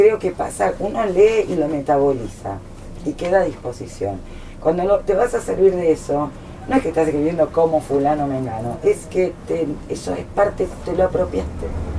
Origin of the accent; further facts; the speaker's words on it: Brazil; Yo me crié en Brasil, mis padres eran muy lectores, pero en Brasil teníamos la biblioteca en portugués o teníamos la biblioteca del Liceo Francés, que era donde estudiábamos. Por lo tanto, yo no podía leer en mi lengua madre.